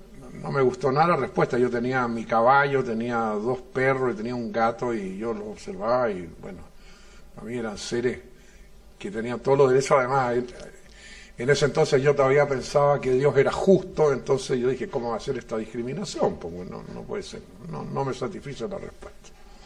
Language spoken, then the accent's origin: Spanish; Germany; Cuando yo era niño, tenía unos 7 años. Yo soy un niñito alemán, ¿no?